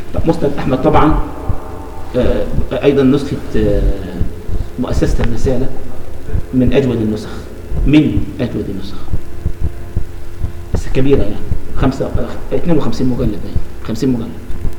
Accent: Egypt; ودي كانت مجموعة عندنا في مصر

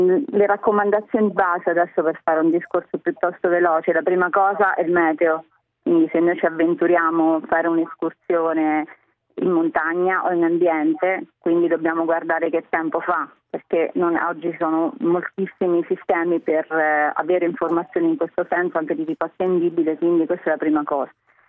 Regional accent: Ascoli Piceno, Marche, Italy; sono di Ascoli Piceno, quindi sono proprio nella zona, nel cratere sismico.

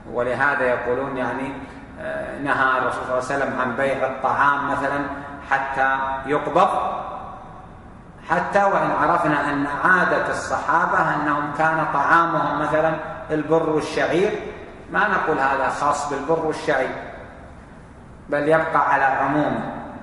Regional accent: Saudi Arabia; فإذا قال بعتك بألف عندنا في السعودية هنا معناه بعتك بألف ريال

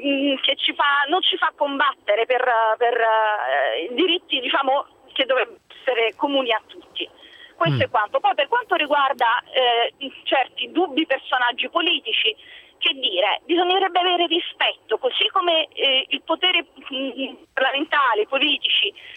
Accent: Naples, Campania, Italy; Io sono napoletana

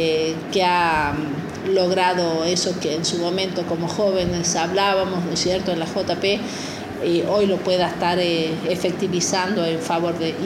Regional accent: La Rioja, Argentina; podamos, por supuesto, sentirnos orgullosos de seguir siendo riojanos.

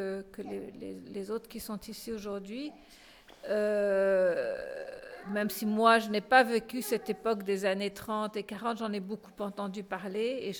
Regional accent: France; puisque moi je suis française et la collaboration a commis des choses atroces en France.

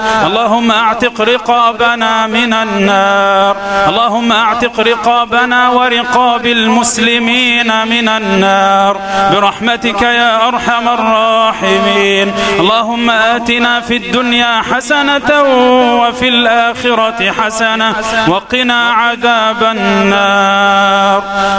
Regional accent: Egypt; اللهم اجعل بلدنا مصر أمنا أمانا، سخاء رخاء

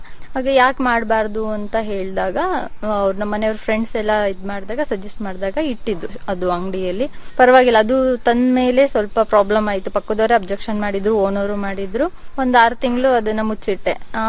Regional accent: Aldur, Karnataka, India; now in Shivamogga, India; ಚಿಕ್ಕಮಂಗಳೂರು ಹತ್ರ ಆಲ್ದೂರು.

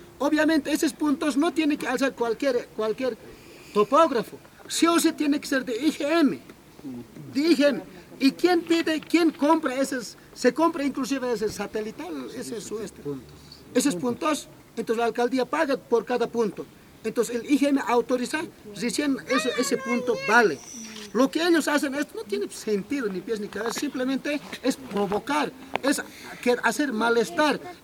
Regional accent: Achocalla, La Paz, Bolivia; yo soy de Achocalla

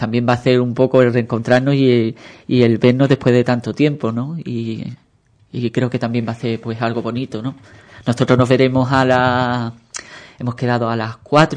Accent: Ubrique, Andalusia, Spain; en mi caso, por mi Nazareno, por la Semana Santa y por mi pueblo, por Ubrique, ¿no?

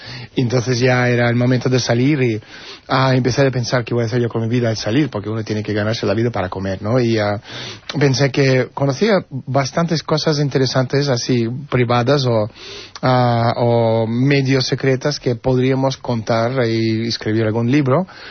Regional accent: Lithuania; born there; first language Russian; Spanish is a second language; Yo soy ruso, nací en Unión Soviética, en Lituania, pero no soy lituano, como muchos de vez en cuando ha visto cosas diciendo, estoy lituano, no soy lituano. Nací en República Soviética de Lituania, somos rusos, hablamos ruso, no hablamos lituano

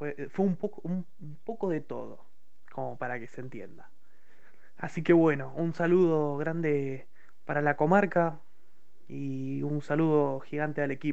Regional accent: Puerto Madryn, Chubut, Argentina; soy de Puerto Madryn y tengo 20 años.

